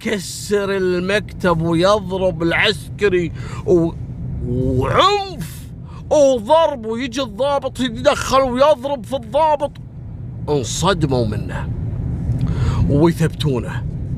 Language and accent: Arabic; Kuwait; إحنا عندنا في الكويت نسميه السكوتي لوتي